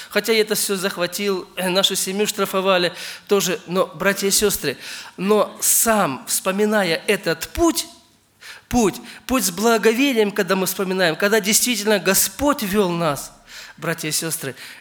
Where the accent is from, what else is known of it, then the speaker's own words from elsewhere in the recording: Ukraine; я сам родом с Украины